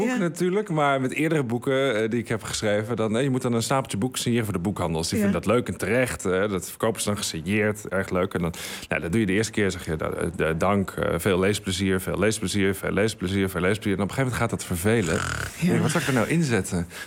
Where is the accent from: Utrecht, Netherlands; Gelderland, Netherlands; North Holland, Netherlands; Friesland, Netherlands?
Friesland, Netherlands; En ik ben opgegroeid in Friesland, aan de Waddenzee. Ik ben geen Fries.